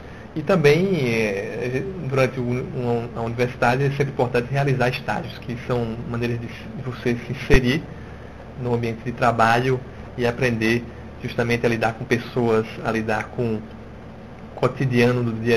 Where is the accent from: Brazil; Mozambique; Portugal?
Brazil; São Paulo; born there; now in João Pessoa, Brazil; nasci em São Paulo e moro aqui em João Pessoa há muito tempo.